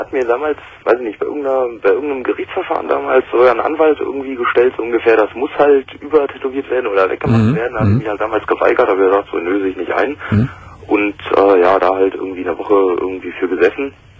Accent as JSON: {"language": "German", "region": "Brandenburg", "country": "Germany", "said": "Ja, ich komme aus Brandenburg."}